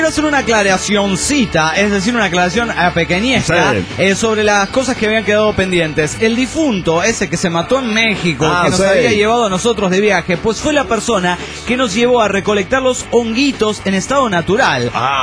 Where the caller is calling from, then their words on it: Cochabamba, Bolivia; Soy de Cochabamba, Bolivia.